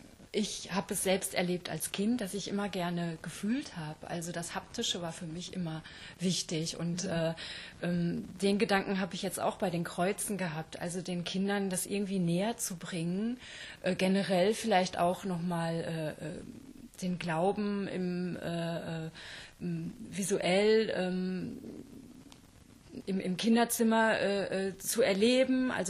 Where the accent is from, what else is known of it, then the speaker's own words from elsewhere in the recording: Rheda-Wiedenbrück, North Rhine-Westphalia, Germany; Also gebürtig komme ich aus Reda-Wiedenbrück in der Nähe von Gütersloh.